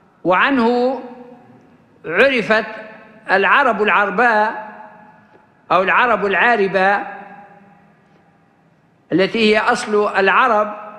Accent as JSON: {"language": "Arabic", "country": "Libya", "accent": "Libyan", "said": "وهذا اللفظ معروف حتى في لهجتنا الليبية"}